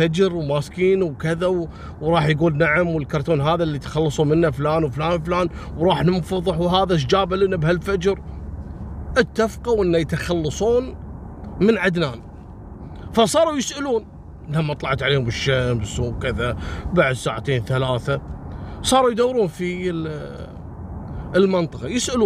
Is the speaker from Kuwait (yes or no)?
yes; Kuwait; احنا عندنا في الكويت نسميه مسلخ